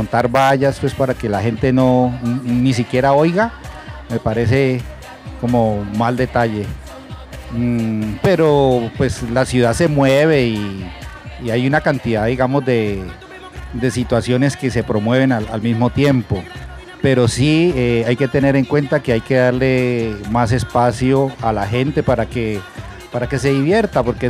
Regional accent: Cali, Valle del Cauca, Colombia

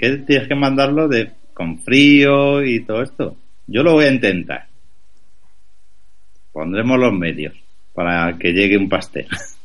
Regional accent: Huelva, Andalusia, Spain; Porque yo soy de Huelva, entonces yo con los míos.

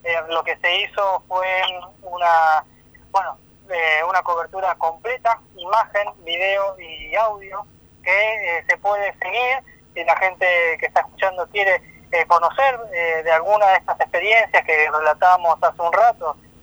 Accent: Patagonia, Argentina; será que somos de la Patagonia, será que somos comunitarios

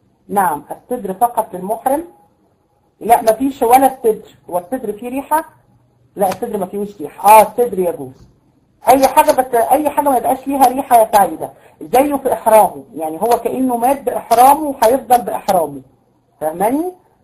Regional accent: Tunisia; احنا عندنا في تونس

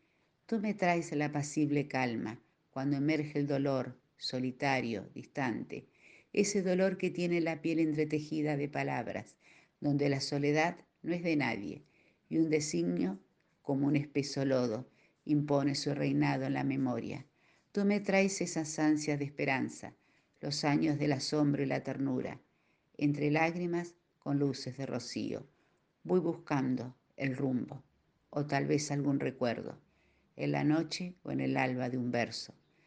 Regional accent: Carlos Casares, Buenos Aires Province, Argentina; soy de Carlos Casares, provincia de Buenos Aires.

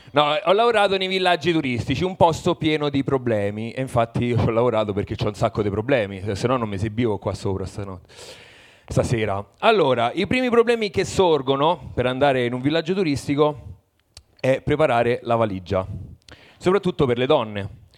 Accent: Parma, Emilia-Romagna, Italy; Allora, no, io vengo da Parma e mi esibisco per primo perché ho paura della multa

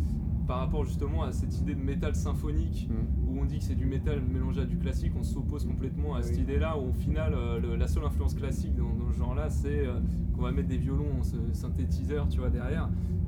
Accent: Paris, Île-de-France, France; C'est pas ethnique, on vient tous de Paris quoi.

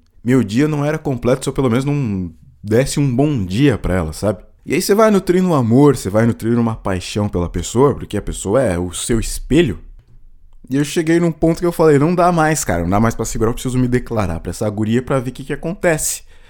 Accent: Carapicuíba, São Paulo, Brazil; eu sou de Carapicuíba

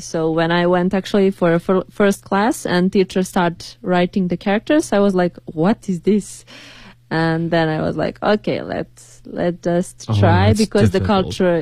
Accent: Serbia; Okay, so in my country, because I'm from Serbia

